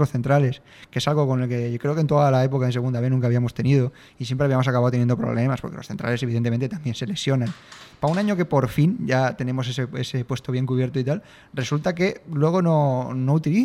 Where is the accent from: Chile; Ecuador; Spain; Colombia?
Spain; Madrid, Community of Madrid; ha sido vecino mío durante muchos años allí en San Blas, porque yo soy de San Blas.